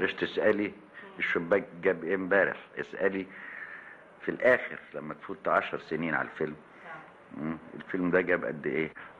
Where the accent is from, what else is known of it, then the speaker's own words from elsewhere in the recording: Alexandria, Alexandria Governorate, Egypt; وانا واد اسكندراني بيحكي على نفسي.